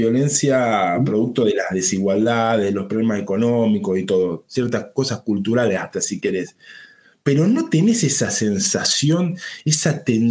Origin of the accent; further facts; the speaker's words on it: Buenos Aires, Argentina; La sensación como un argentino, porteño, argentino, pampeano, digamos, que soy yo, es...